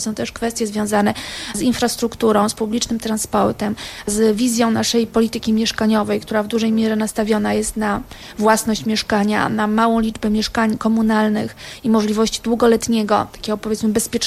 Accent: Sopot, Pomeranian Voivodeship, Poland; Trójmiasto, sama jestem z Sopotu, tam się urodziłam, więc ma niewątpliwe zalety po prostu jako miłe miejsce do życia.

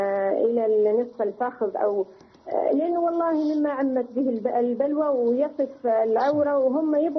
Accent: Mecca, Makkah Province, Saudi Arabia; لا أنا من أهل مكة

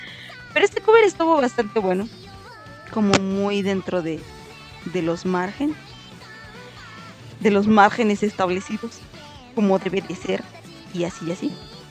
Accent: Aguascalientes, Mexico; Soy de México, del hermoso estado de Aguascalientes, ahí vivo yo, lejos del Popocatépetl. Lejos de la ceniza volcánica.

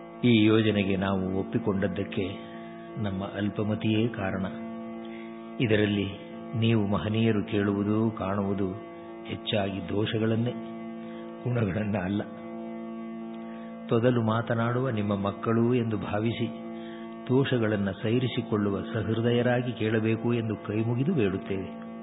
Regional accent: Mattur, Karnataka, India; ಈ ಶತಮಾನದ 2-3 ದಶಕದಿಂದ ನಮ್ಮ ಊರು ಹೊಸಹಳ್ಳಿ ಮತ್ತೂರಿನಲ್ಲಿ ಭಾರತವಾಚನ ವ್ಯಾಖ್ಯಾನ ಪದ್ಧತಿ ಪ್ರಾರಂಭವಾಯಿತು.

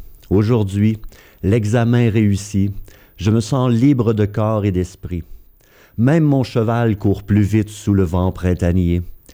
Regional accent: Quebec, Canada; accent: Québécois; déformée par mon accent québécois, bien sûr

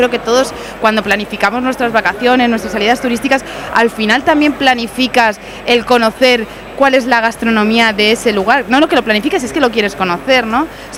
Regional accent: Elche, Valencian Community, Spain; yo soy del Elche de toda la vida y en mi casa todos los domingos del señor hay costra.

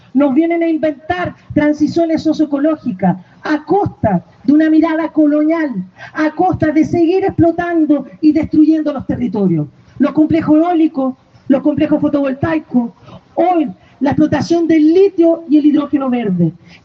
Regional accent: Chile; Sabrán que Chile, así como otro espacio, tenemos una crisis hídrica

